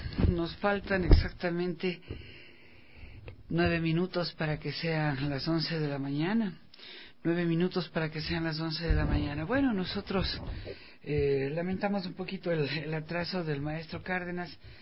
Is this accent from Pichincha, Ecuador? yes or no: yes; Quito, Pichincha, Ecuador; como quiteños, como ecuatorianos, como buenos chagras, quienes viven acá en nuestra ciudad